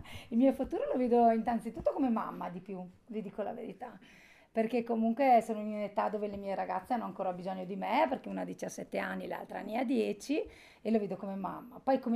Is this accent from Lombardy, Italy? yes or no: no; Folgaria, Trentino-Alto Adige, Italy; abito a Folgaria da sempre, sono nata a Folgaria